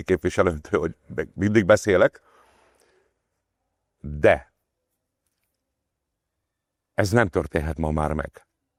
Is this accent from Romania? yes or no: no; Hungary; Mi magyarok vagyunk, mi imádjuk az összeesküvés elméleteket